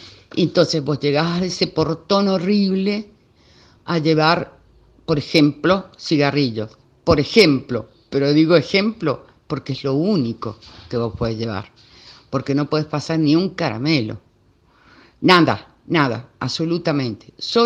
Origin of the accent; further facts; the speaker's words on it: Argentina; nosotros como argentinos nos tenemos que sentir orgullosos